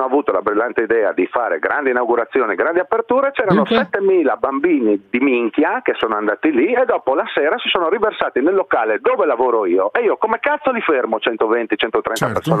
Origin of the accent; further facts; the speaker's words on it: Udine, Friuli-Venezia Giulia, Italy; Di Padova, sono di Udine, sono io.